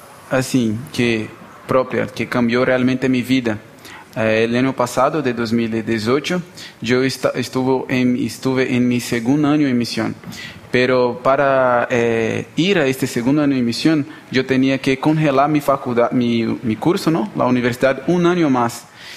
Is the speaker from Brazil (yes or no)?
yes; Brasília, Federal District, Brazil; ¿no? Ya sabes, yo soy de Brasilia, ¿no? En Brasil, estoy terminando mi curso de Ingeniería de Sistemas